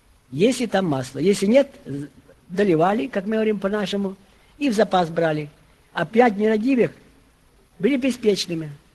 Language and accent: Russian; Ukraine; я с Украины приехал